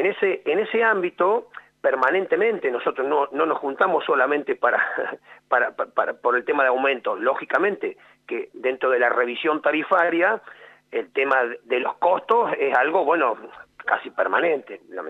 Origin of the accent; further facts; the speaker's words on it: Quemú Quemú, La Pampa, Argentina; now in Arata, Argentina; Yo soy oriundo de Quemuquemú, tengo mi mamá, mi hermana en Quemuquemú. Después me vine, por cuestiones personales, a Arata a vivir a los 20 años y por eso estoy en Arata desde ese entonces.